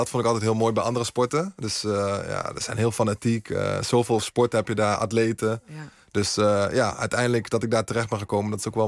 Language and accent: Dutch; Nijmegen, Gelderland, Netherlands; En de meeste mensen weten ook dat ik uit Nijmegen kom.